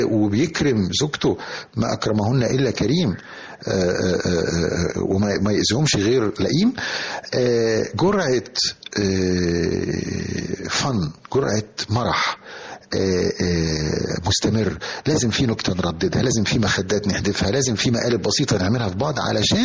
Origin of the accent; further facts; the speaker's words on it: Egypt; كلنا حافظينها كمصريين